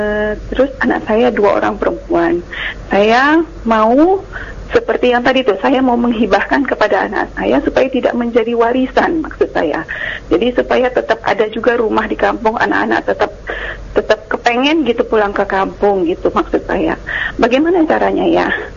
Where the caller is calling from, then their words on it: Medan, North Sumatra, Indonesia; Di Medan.